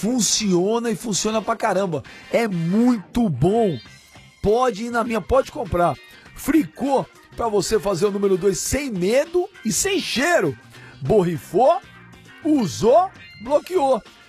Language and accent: Portuguese; Minas Gerais, Brazil; eu sou mineiro mesmo.